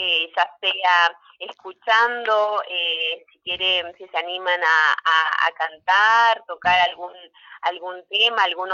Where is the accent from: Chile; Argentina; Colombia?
Argentina; nuestras costumbres, nuestras tradiciones, que es lo que nos une como argentinos